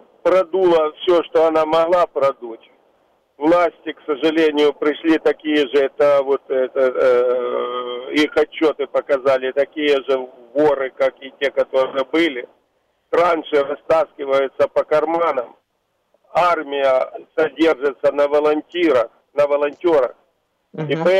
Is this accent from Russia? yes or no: no; Ukraine; Вы знаете, я украинец, и, в общем-то, сердце болит